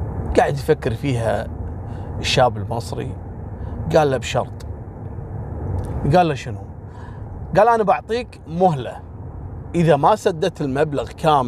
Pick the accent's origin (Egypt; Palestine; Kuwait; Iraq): Kuwait; وهو غالي ومعروف عندنا في الكويت